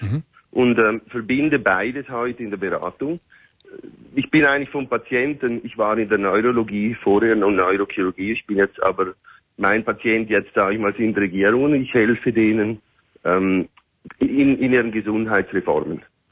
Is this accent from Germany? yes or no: no; Switzerland; accent: Swiss German; Also ich bin Schweizer. Meine Frau, die ist aus Berlin und wir wohnen aber in Dubai als Familie.